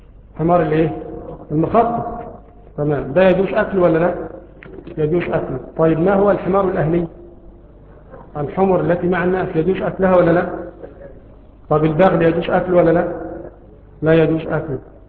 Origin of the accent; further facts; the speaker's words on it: Egypt; طبعا عندنا في مصر لا نأكله، أنفسنا تعافوا، لا نأكل الخيول